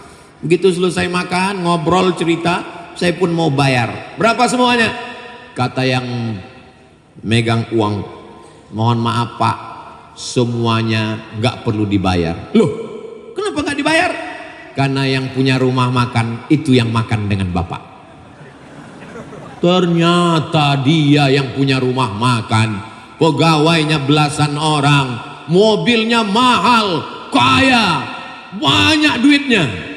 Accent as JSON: {"language": "Indonesian", "country": "Indonesia", "said": "I'm from Indonesia."}